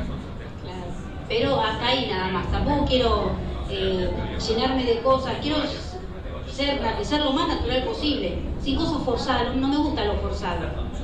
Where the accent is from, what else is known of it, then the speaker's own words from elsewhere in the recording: La Plata, Buenos Aires Province, Argentina; soy de La Plata.